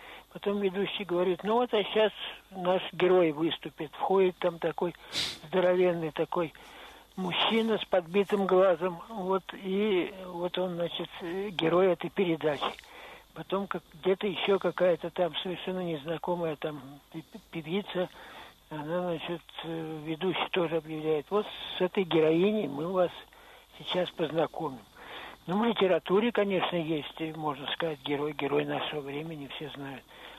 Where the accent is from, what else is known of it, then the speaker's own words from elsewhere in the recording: Saint Petersburg, Russia; что сейчас сказать, что я петербуржец, это, конечно, наверное, можно.